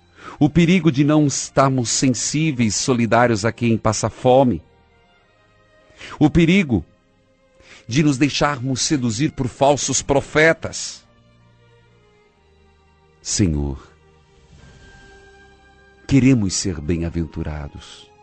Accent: Paraíso do Norte, Paraná, Brazil; Um abraço a todo o povo de São Carlos do Ivaí, perto da minha cidade natal, Paraíso do Norte.

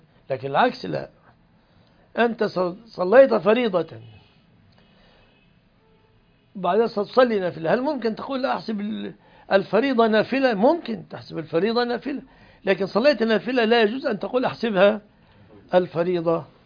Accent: Egypt; وعندنا في مصر اللي عنده سيارة ما يسمى فقير في الغالب

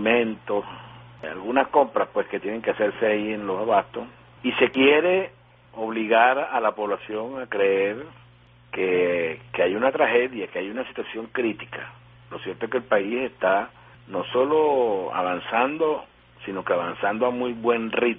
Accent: Venezuela; pues se emociona mucho como venezolano.

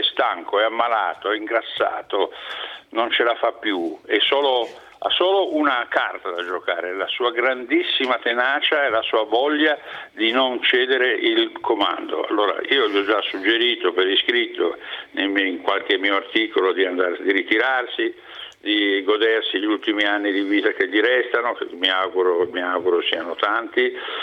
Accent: Piedmont, Italy; io sono più spostato tra il Piemonte e la Lombardia, perché il Monferrato è lì sul confine

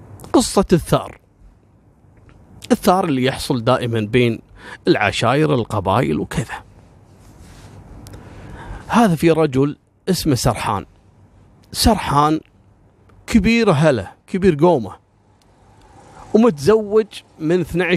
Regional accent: Kuwait; أنا ككويتي مثلا أو الكويتيين ممكن لهم موقف من العراق

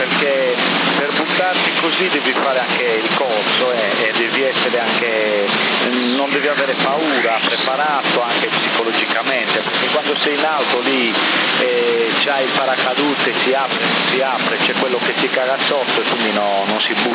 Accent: Bonorva, Sardinia, Italy; ma sono originari del mio paese di Bonorra, capito?

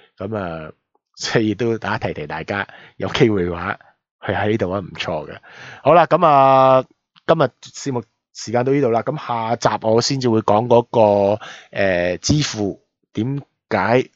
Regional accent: Guangzhou, Guangdong, China; 咁我广州人去西安做咩咧？

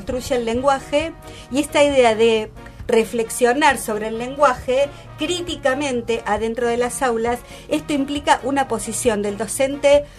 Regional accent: Entre Ríos, Argentina; los entrerrianos nos comemos las heces

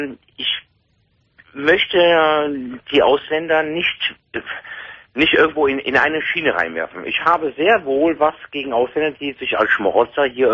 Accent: Cologne, North Rhine-Westphalia, Germany; ich komme aus Köln.

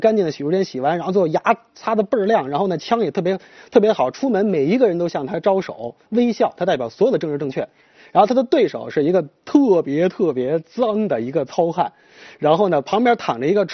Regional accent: China; 我觉得我们中国人受益。

